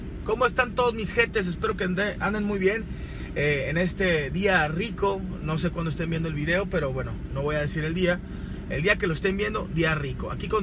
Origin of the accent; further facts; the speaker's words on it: Monterrey, Nuevo León, Mexico; aquí en Monterrey, yo soy de Monterrey